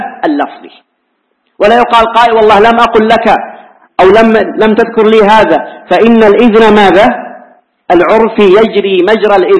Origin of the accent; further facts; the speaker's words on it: Hijaz, Saudi Arabia; عندنا في الحجاز العيش هو الخبز